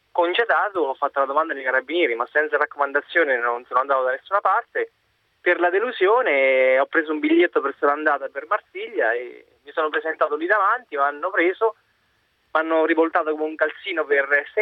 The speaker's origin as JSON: {"language": "Italian", "town": "Rome", "region": "Lazio", "country": "Italy", "lives_now": "Pisa, Italy", "said": "Io sì, sono originario di Roma, però sto a Pisa momentaneamente da un mio amico."}